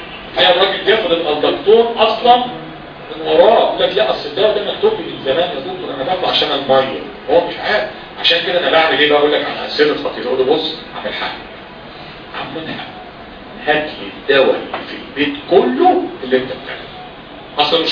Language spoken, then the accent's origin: Arabic; Egypt; ده احنا عندنا في مصر دي مليانه مرضى كبد